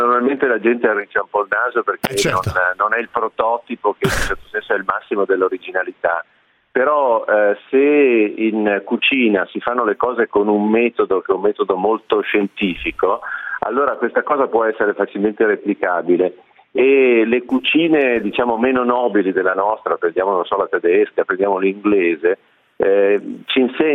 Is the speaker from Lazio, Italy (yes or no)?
no; Apulia, Italy; abitando a Milano da tantissimi anni, ho radici pugliesi, perché la mia famiglia è una famiglia della Puglia, e quindi ogni tanto io ritorno in Puglia